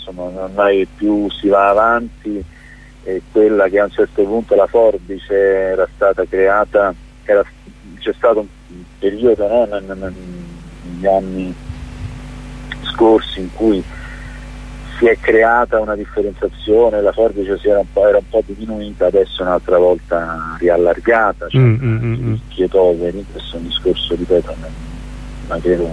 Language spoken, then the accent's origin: Italian; Naples, Campania, Italy; Io ho girato tutto il mondo, quindi non lo dico solo da napoletano